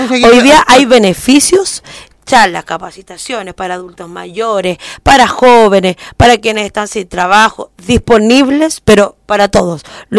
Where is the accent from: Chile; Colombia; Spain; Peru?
Chile; Santiago, Santiago Metropolitan; Yo vengo de aquí de La Legua, un sector nada de acomodado, sin ningún tipo de mayor accesibilidad.